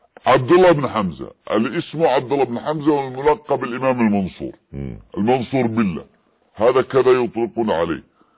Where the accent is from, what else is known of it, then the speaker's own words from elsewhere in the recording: Yemen; في اليمن لأننا معايشون لهم